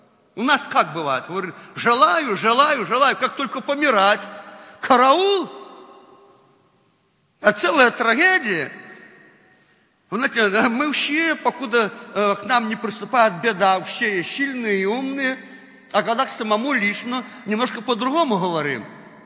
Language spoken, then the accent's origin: Russian; Belarus; Но мы белорусы. Мы привыкли во плоти, и во плоти нам режут уши, когда мы говорим так.